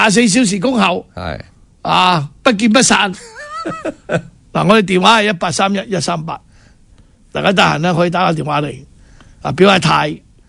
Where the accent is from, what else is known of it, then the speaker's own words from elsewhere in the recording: Hong Kong; 還有我們香港人的子女